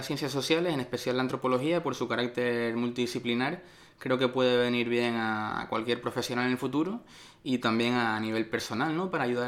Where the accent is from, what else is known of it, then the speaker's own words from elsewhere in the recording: Canary Islands, Spain; Y como tal, como canario, pues esos estudios culturales me gustaría, me gusta enfocarlos hacia el estudio y el análisis de lo canario